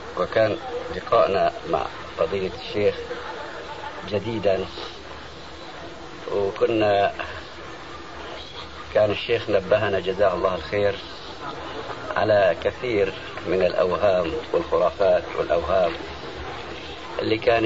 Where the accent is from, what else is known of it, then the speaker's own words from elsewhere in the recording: Aleppo, Aleppo Governorate, Syria; الشيخ عبد الله سراج عندنا في حلب